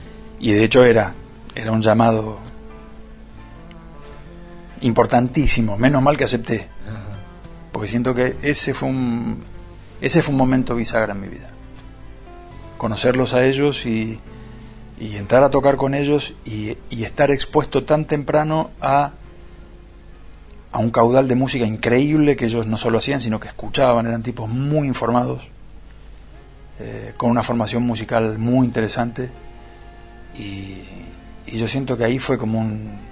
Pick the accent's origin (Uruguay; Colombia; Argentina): Argentina; Buenos Aires